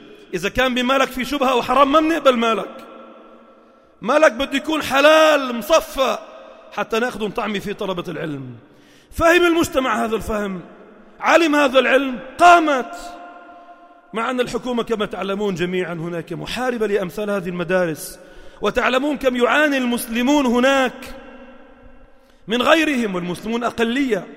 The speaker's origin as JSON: {"language": "Arabic", "country": "Palestine", "lives_now": "Lebanon", "said": "أنا الأصل من فلسطين وأسكن في لبنان."}